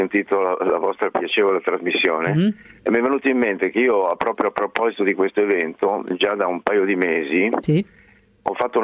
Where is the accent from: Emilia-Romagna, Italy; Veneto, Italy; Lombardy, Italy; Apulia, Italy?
Lombardy, Italy; Milan; Mi sono Milanese.